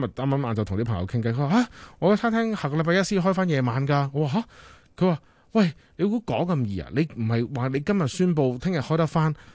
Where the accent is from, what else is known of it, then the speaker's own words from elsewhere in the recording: Canada; 大家就吓学咗我哋加拿大人咁样啦